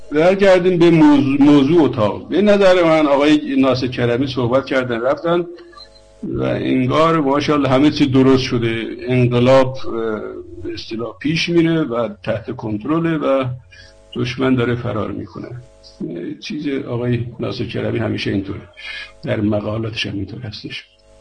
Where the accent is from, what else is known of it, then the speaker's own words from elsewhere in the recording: Iran; moved away; ایران چه بودیم تا دیپلم فارسی خوندیم، دانشگاهش انگلیسی خوندیم، بعدم اومدیم چه اروپا، اونم در زبان مادری نبود